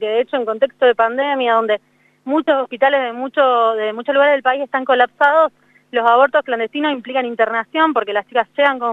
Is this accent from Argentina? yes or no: yes; Ingeniero Luiggi, La Pampa, Argentina; born there; now in Río Negro, Argentina; yo soy nacida acá en Ingeniero Luigi, hace unos años que vivo en Río Negro, soy médica.